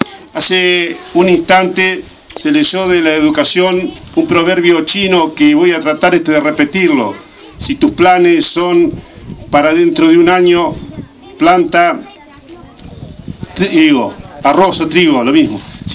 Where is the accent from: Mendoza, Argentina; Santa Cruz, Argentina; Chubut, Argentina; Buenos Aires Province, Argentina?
Buenos Aires Province, Argentina; Saladillo; esta institución de mi pueblo, de nuestro querido Saladillo.